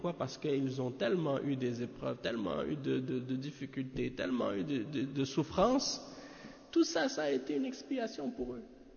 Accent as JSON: {"language": "French", "country": "Canada", "said": "Et si je leur dis « Je viens du Canada »"}